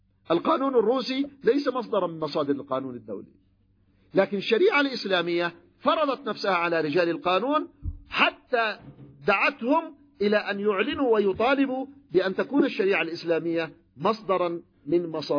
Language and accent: Arabic; Yemen; تذكرون المعركة عندنا في اليمن هنا لما كانت المعركة الدستورية